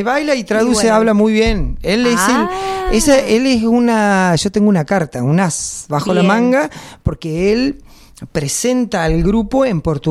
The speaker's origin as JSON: {"language": "Spanish", "country": "Argentina", "said": "como somos los argentinos, siempre salté todo eso."}